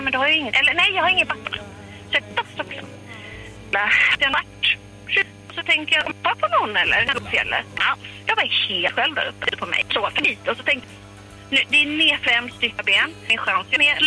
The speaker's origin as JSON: {"language": "Swedish", "town": "Västerås", "region": "Västmanland County", "country": "Sweden", "said": "Alltså jag är ju från Västerås, så det är inte min grej."}